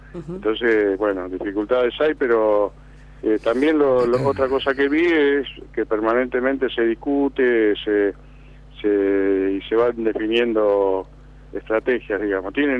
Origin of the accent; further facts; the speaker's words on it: Lanús, Buenos Aires Province, Argentina; yo soy de Lanús, siempre he andado por la zona